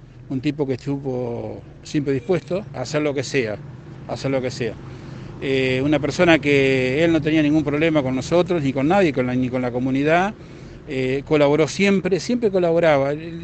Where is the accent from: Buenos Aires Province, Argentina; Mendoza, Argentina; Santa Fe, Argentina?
Buenos Aires Province, Argentina; Cañuelas; Yo, a decir verdad, somos de acá de Cañuelas